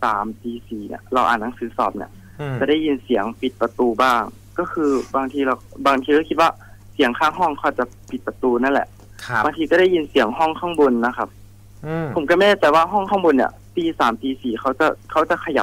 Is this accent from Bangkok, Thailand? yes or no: no; Nakhon Ratchasima, Thailand; จริงๆผมเป็นคนโคราชก็จะนับถือหลวงพ่อคูณครับ